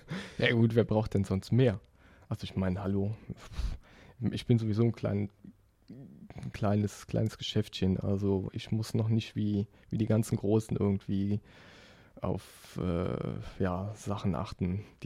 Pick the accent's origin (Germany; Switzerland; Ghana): Germany; Rhineland-Palatinate; now in Hamburg, Germany; Nee, wie man vielleicht an meinem wunderbaren Dialekt hört. Ich komme aus der Eifel. Ganz tief ohne Wald. Nee, ist unter Köln.